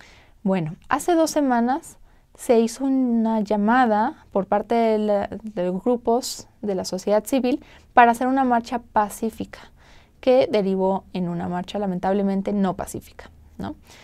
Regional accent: Mexico; Y pues al principio nosotros como mexicanos lo veíamos como que muy chévere, ¿no?

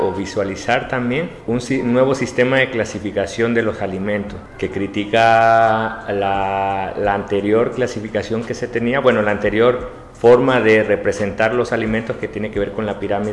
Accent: Mexico; venimos de México

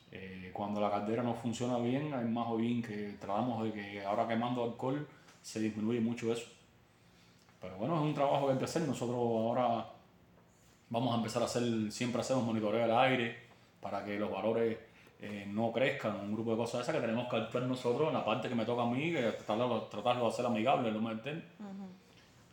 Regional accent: Cuba; Que como cubanos al fin nosotros somos muy negligentes.

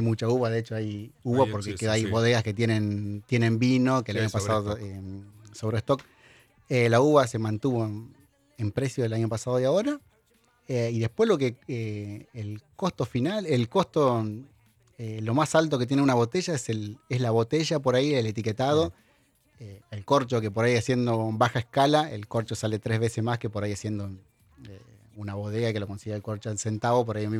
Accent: Santa Fe, Argentina; primero que yo no soy mendocino, soy santafesino.

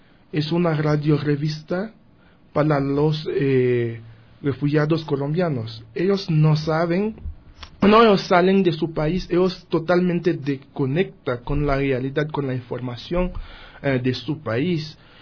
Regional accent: Haiti; now in Ecuador; después de 2010 había un terremoto fuerte en mi país y los haitianos empezaron a salir

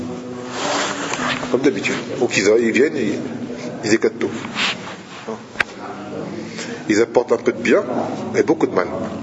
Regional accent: Martinique; moi je suis martiniquais

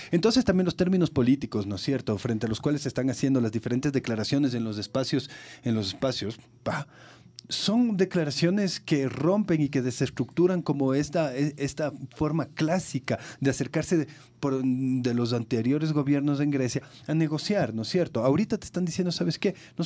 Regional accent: Ecuador; en el momento que nosotros como ecuatorianos denunciamos el pago ilegítimo de la deuda

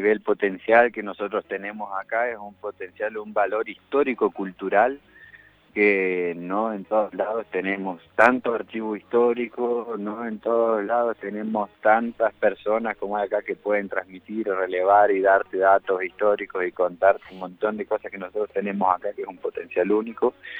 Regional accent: Argentina; que es lo que nos da esas características como argentinos

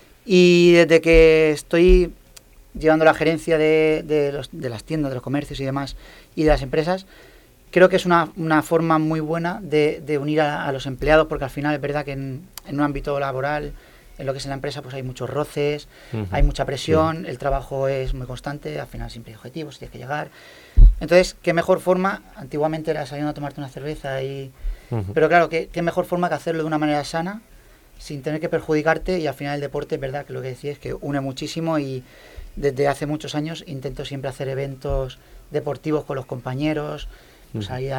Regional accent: Elche, Valencian Community, Spain; also born or lived in Murcia; Porque yo soy de Elche, pero me fui por trabajo a Murcia y ahora he vuelto.

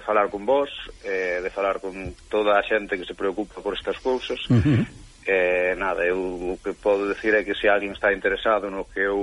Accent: Chantada, Galicia, Spain; é o primeiro que digo son de Chantada, para que a xente visite Chantada, non?

